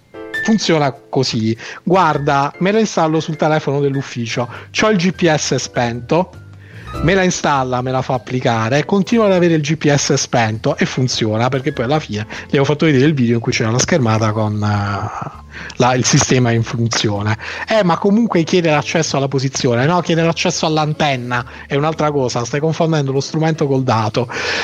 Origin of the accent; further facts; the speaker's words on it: Apulia, Italy; ma io da pugliese